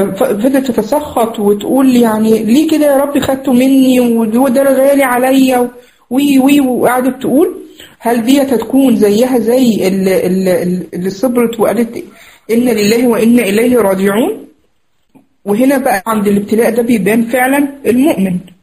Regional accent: Egypt; ويعني زي ما نقول عندنا في مصر يتفسح يعني فيها

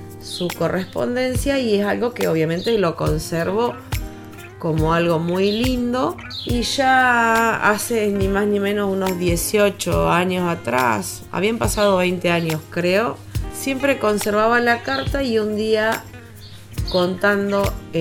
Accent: Huatraché, La Pampa, Argentina; now in General Campos, Argentina; actualmente vivo en General Campos. Soy nacida y criada en Huatraché. Tengo 47 años y apenas tenía casi 8 cuando se declaró el conflicto de Malvinas.

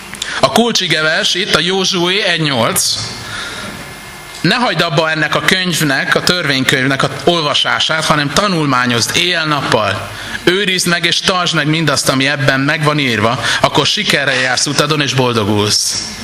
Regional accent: Budapest, Hungary; now in Vác, Hungary; Én echte budapesti angyalföldi gyerek vagyok, bocit képről láttam, de most Vácon élek

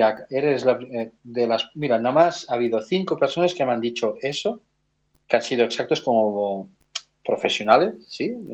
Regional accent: Catalonia, Spain; como buen catalán que soy, que somos muy tozudos

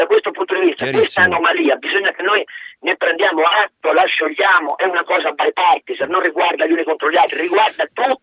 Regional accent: Turin, Piedmont, Italy; io sono torinese

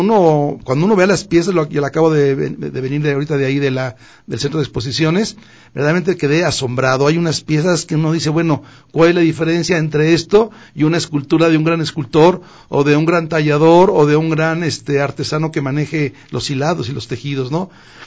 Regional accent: Mexico; es única en mi país, en México.

